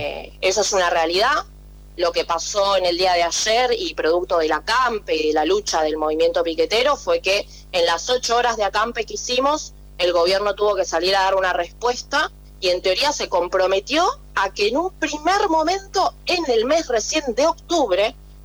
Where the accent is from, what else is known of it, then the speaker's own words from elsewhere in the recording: Florencio Varela, Buenos Aires Province, Argentina; now in La Plata, Argentina; Yo por ejemplo era de Florencio Varela, me mudé a la ciudad de La Plata para poder estudiar y progresar.